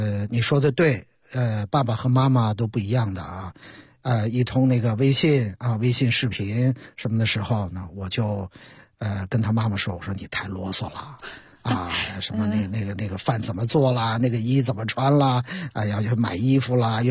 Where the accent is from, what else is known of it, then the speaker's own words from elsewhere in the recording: Beijing, China; 会在所谓我们家乡的文化，我们北京，我们都在发生些什么。